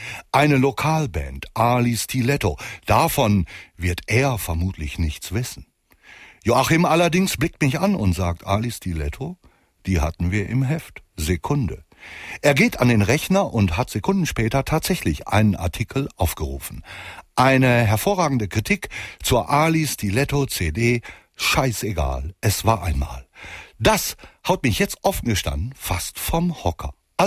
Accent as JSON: {"language": "German", "town": "Hamm", "region": "North Rhine-Westphalia", "country": "Germany", "said": "Es passierte im Grunde unmittelbar vor der eigenen Haustür, in Hamm, da wo ich herkomme."}